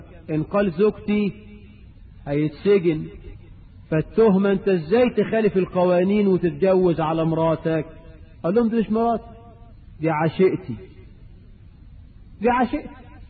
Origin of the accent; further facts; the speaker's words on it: Egypt; وانا قرأت في احدى الجرائد عندنا في مصر خبر كده